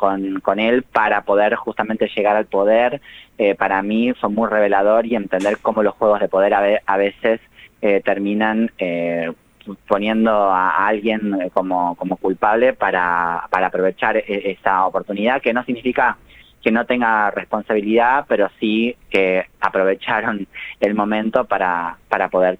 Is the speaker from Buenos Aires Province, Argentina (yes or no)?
no; Tucumán, Argentina; now in Buenos Aires, Argentina; soy tucumana, vivo en Buenos Aires hace solamente 16 años, entonces no viví en Buenos Aires la tragedia, la masacre de Cromañón, uh-huh, sino que la viví desde Tucumán